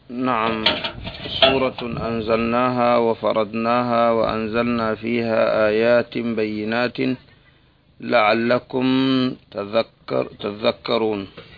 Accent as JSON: {"language": "Arabic", "country": "Sudan", "said": "ناس وزارة التربية والتعليم عندنا في السودان"}